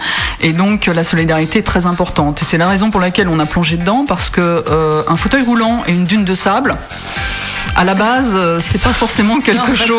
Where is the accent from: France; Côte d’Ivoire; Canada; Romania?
France; Paris, Île-de-France; now in Albi, France; je suis de Paris, je suis descendue à Albi il y a une dizaine d'années